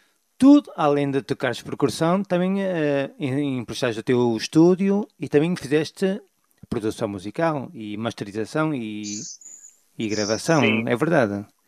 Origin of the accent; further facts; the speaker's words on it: Portugal; now in Spain; Eu sou português, mas sim, é verdade, aqui na Galiza o sótão é a parte de cima da casa